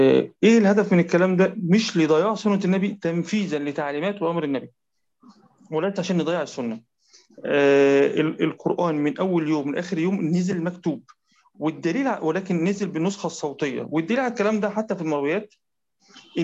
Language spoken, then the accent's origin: Arabic; Egypt; حتى عندنا في مصر في الساعه 9 بتوقيت القاهره